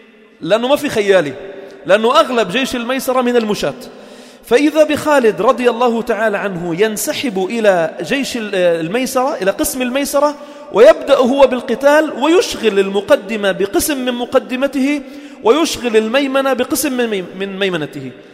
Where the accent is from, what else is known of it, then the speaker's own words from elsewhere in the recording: Lebanon; والجيش الأول كان إلى منطقة البقاع عندنا في لبنان